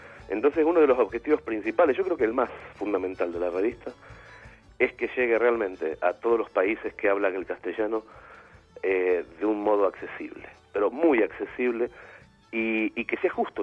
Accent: Argentina; moved away as an adult; A las 30, o sea, justamente hace 10 años, me fui de Argentina para siempre

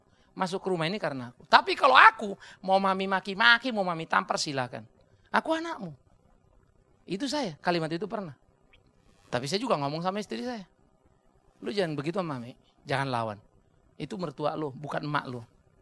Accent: Sumatra, Indonesia; Saya orang dari Sumatera, saudara.

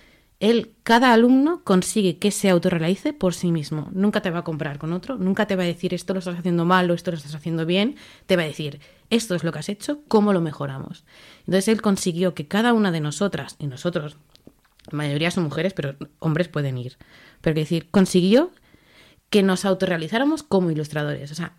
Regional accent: Aragon, Spain; mi familia y yo somos de las Tierras del Ebre, del lado de Aragón. Con lo cual hablábamos el mismo catalán sonando igual.

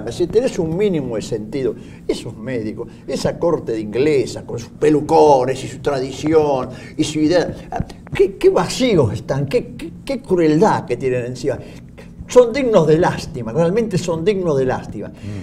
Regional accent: Buenos Aires, Argentina; Nosotros que somos porteños del barrio de Freud, somos argentinos

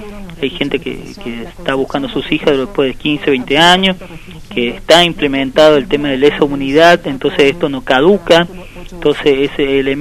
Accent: Córdoba, Argentina; soy de Córdoba, de la provincia de Córdoba

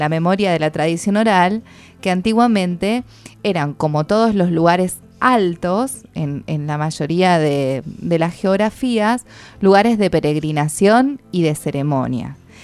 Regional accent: Tandil, Buenos Aires Province, Argentina; Yo, por ejemplo, vengo en mi pueblo, Tandil.

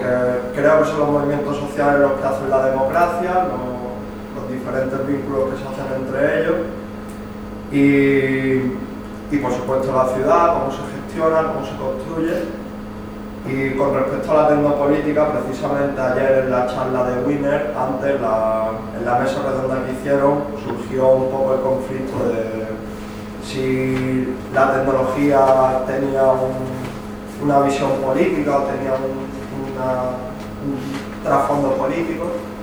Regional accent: Málaga, Andalusia, Spain; también vengo del periodismo, vengo de Málaga.

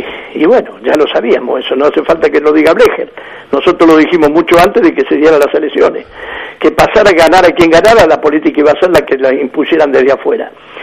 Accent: Argentina; Soberanos pelotudos somos los argentinos, que nos dejamos engrupir.

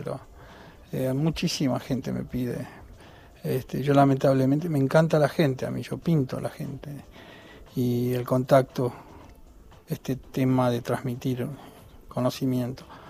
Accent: Buenos Aires, Argentina; Nací en el Sanatorio Tamendi, en Barrio Norte, y después viví toda mi infancia en Villa Devoto.

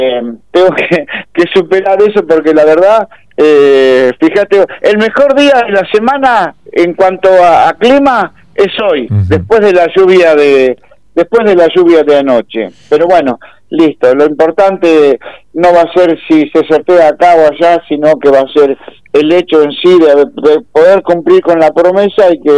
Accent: Argentina; Como argentino y como peronista, me da vergüenza ajena la situación.

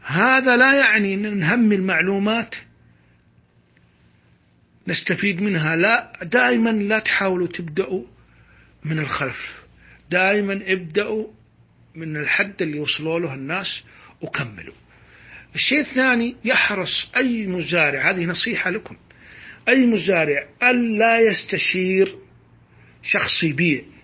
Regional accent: Saudi Arabia; غير بلدنا السعودية طبعا

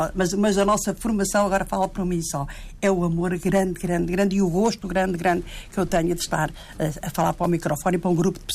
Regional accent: Portugal; gosto de toda a música portuguesa, porque sou portuguesa

